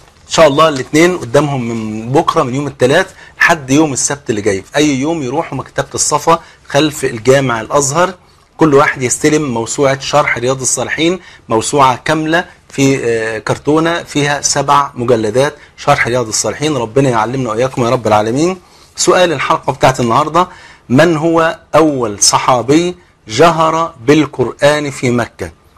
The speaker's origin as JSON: {"language": "Arabic", "country": "Egypt", "said": "عارف المثل اللي عندنا في مصر"}